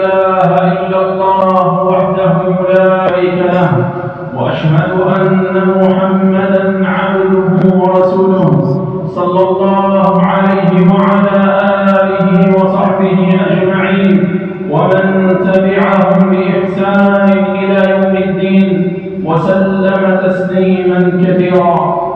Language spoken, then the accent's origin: Arabic; Algeria; ها هي بلادنا الجزائر تعيش في أمن واستقرار